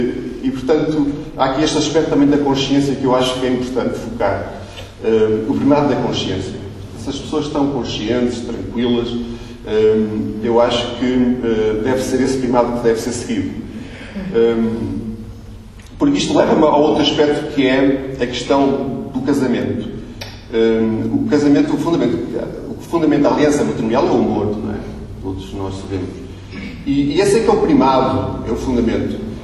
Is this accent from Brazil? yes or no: no; Trás-os-Montes, Portugal; Eu vivo, como disse, eu sou transmontano.